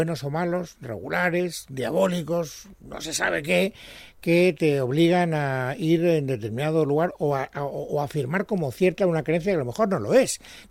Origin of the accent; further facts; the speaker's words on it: Castellón, Valencian Community, Spain; born there; en Castellón, que es donde yo nací